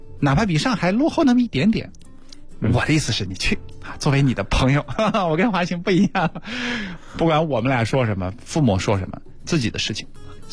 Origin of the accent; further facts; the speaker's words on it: Hunan, China; 我作为湖南人，我也不同意。